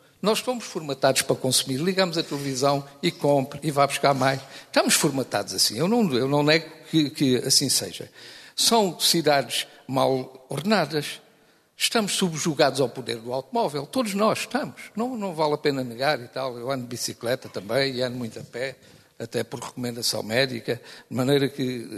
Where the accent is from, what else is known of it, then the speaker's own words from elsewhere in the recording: Portugal; Meu caro amigo, eu sou português tanto como o senhor.